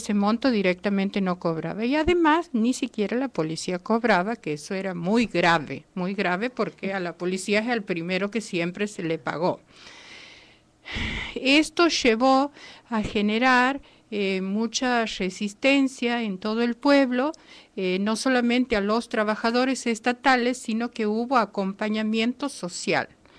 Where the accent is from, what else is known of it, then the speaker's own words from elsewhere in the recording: Santiago del Estero, Argentina; soy de Santiago del Estero, estuve el 16 de diciembre, estaba en Santiago, ahora casualmente estoy aquí